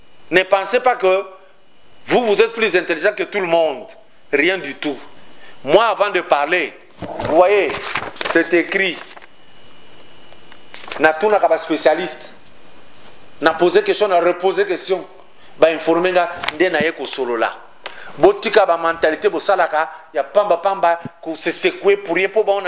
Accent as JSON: {"language": "French", "region": "Katanga", "country": "DR Congo", "said": "Chez moi au Katanga"}